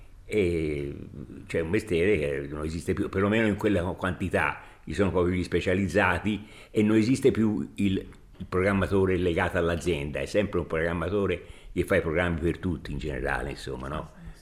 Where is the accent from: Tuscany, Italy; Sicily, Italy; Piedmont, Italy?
Tuscany, Italy; Sesto Fiorentino; Io sono toscano, esattamente non di Firenze, di Sesto Fiorentino.